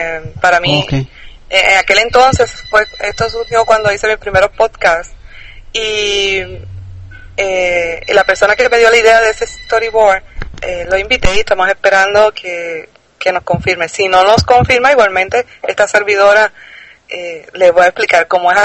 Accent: Puerto Rico; Yo soy acá de Puerto Rico

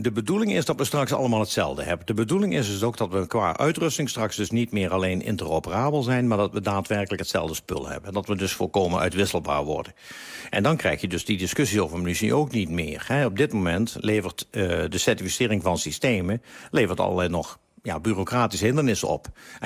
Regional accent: Netherlands; Dat wij misschien als Nederlander iets meer naar voren hangen.

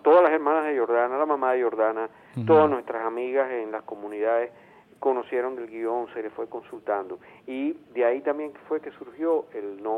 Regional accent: Venezuela; lo que somos los venezolanos

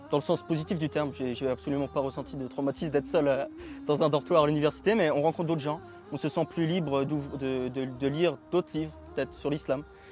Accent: France; now in Istanbul, Turkey; je suis français, j'ai 25 ans, je suis musulman depuis 4 ans, je me suis converti à l'âge de 21 ans en Égypte.

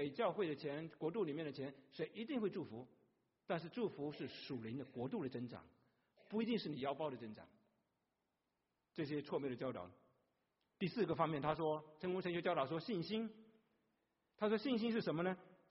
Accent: China; 我们从大陆来切苹果都是一点点薄薄的一点点切哦

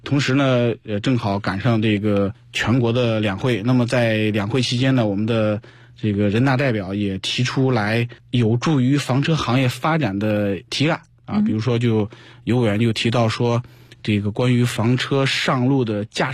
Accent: China; 向一带一路所覆盖的国家去传递出我们中国的强大啊，我们中国人的这种消费理念的转变。

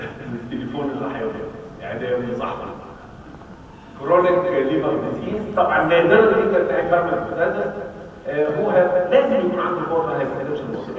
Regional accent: Egypt; البساتين عندنا في مصر هي الحته اللي بيدفنوا بيها الناس

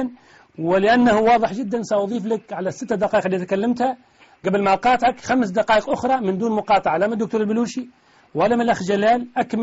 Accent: Tunisia; أنا سؤالي اليوم عن الذي يقول عندنا في تونس

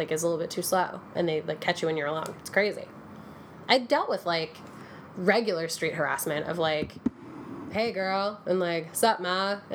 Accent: Texas, United States; I am from Texas. Yeah.

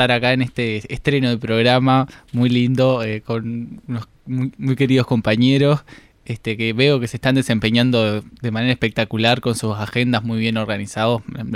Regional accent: Montevideo, Uruguay; yo vengo de una familia con tradición militante. Soy del barrio de La Teja, que también es un contexto bastante político en todos los factores

